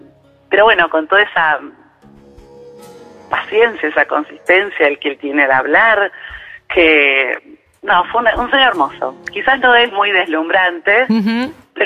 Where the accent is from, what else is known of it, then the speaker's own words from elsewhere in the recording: Martínez, Buenos Aires Province, Argentina; De Martínez